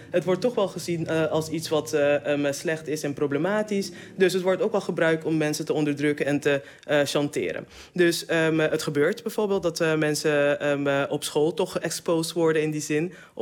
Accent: Curaçao; Ik ben opgegroeid op Curaçao.

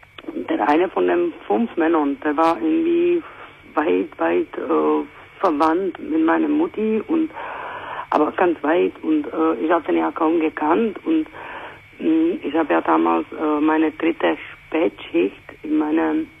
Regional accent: Czechia; German is a second language; now in Germany; Ja, also ich muss ja auch sagen, ich komme ja nicht aus Deutschland. Ich komme aus der Tschechischen Republik.

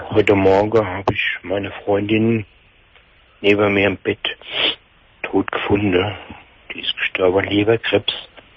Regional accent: Kaiserslautern, Rhineland-Palatinate, Germany; accent: Palatine; now in Stuttgart, Germany; ich muss dazu sagen, wie meinem Dialekt, ich bin aus der Pfalz, aus Kaiserslautern, bin nach Stuttgart gezogen.

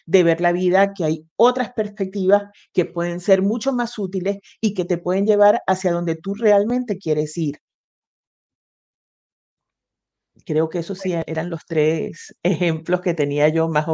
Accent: Venezuela; no sé si se habrán dado cuenta por el acento, yo vivía en Venezuela, nací en Venezuela

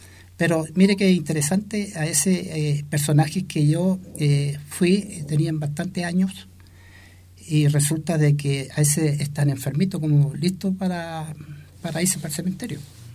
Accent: Talcahuano, Biobío, Chile; born there; yo nací en San Vicente, Talcahuano.

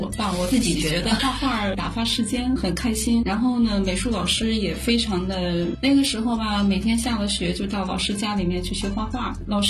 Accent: Linyi, Shandong, China; 我们不在城市，我出生在山东临沂的一个沂蒙山区。我们那个山区里是各个地方过去的，就是它是一个军工区域，军工厂。

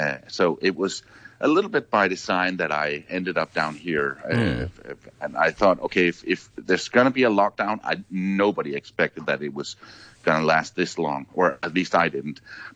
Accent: Denmark; now in South Africa; especially compared to my home country of Denmark

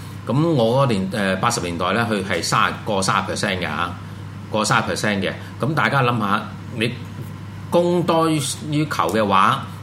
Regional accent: Hong Kong; 咁我哋香港人即係揾開咁多。

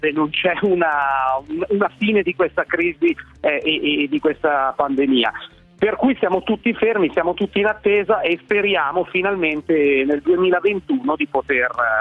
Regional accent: Pavia, Lombardy, Italy; nato, cresciuto Pavia, vivo ancora qui, insomma, appena fuori Pavia

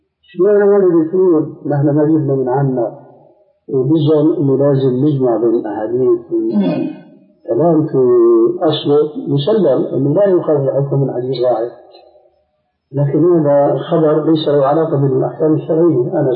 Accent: Syria; عندنا في الشام أنه التقى سوري مغربي في مجلس

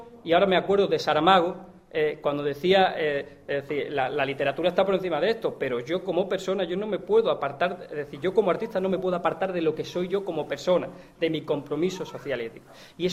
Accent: Montefrío, Andalusia, Spain; tengo esta peña en mi pueblo, en Montefrío otra

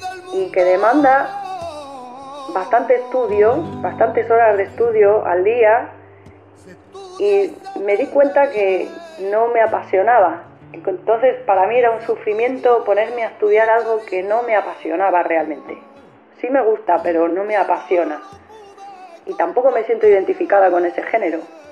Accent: Spain; accent: Spanish; como tengo acento español, como que era el gancho perfecto para el público

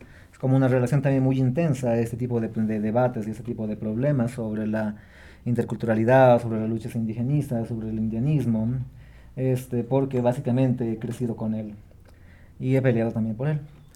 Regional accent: Bolivia; also born or lived in Peru; Soy boliviano, he vivido en Bolivia hasta, bueno, entre el Perú, Bolivia, bastante.

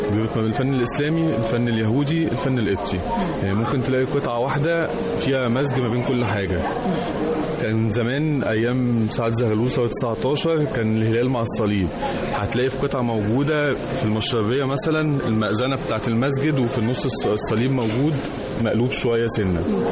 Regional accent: Egypt; وبعد كده تطور وبقى موجود عندنا في مصر

